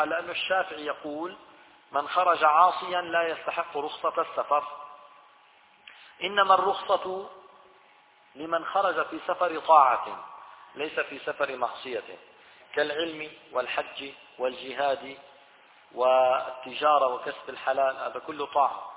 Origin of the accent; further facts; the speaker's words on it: Syria; accent: Levantine Arabic; بس لتلاقي واحد عم يحكي في الحرم هيك بلهجتنا الشامية البسيطة هاي، تشعر حالك لا شعوريا تتمسك فيه